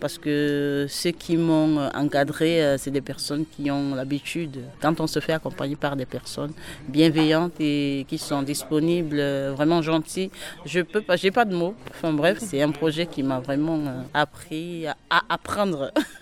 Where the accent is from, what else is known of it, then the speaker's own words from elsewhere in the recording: Tours, Centre-Val de Loire, France; Je viens de Tours, Lannes-sur-Amboise